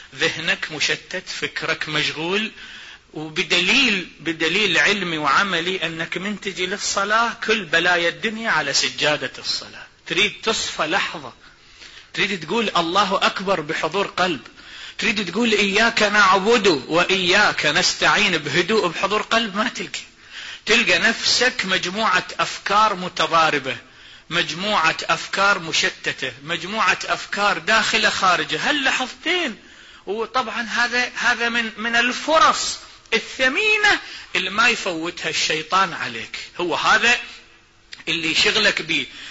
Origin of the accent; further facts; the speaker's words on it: Iraq; والله مثل عندنا بالعراق يقول